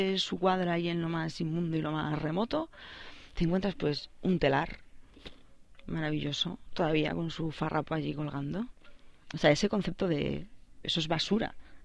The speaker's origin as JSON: {"language": "Spanish", "town": "Soutelo", "region": "Galicia", "country": "Spain", "tie": "born or raised there", "said": "Eso me fijaba yo en mi pueblo, en Soutelo, que la gente es capaz de tener..."}